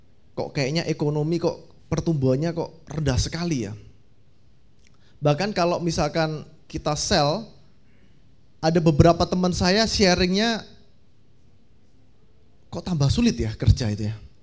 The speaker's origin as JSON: {"language": "Indonesian", "town": "Tulungagung", "region": "East Java", "country": "Indonesia", "said": "Saya dari, bukan asli dari Surabaya. Saya dari Tulungagung."}